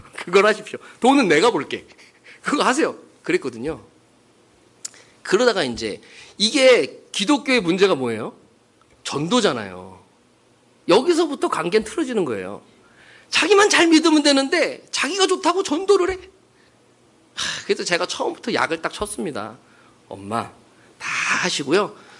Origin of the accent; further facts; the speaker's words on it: China; now in South Korea; 그땐 제가 중국에서 왔기 때문에, 뭐, 학력도 없고 아무것도 없고, 그때는 중국을 인정도 안 해줄 때예요.